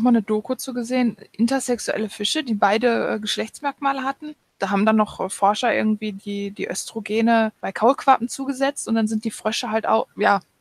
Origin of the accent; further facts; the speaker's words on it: Russia; Ich komme aus Russland.